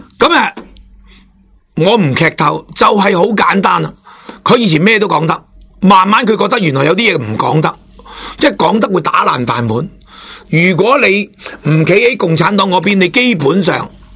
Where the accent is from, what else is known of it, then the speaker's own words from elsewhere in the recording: Hong Kong; 我哋以前香港人点解系咁，点解而家变成咁样。是我哋香港人自甘堕落啊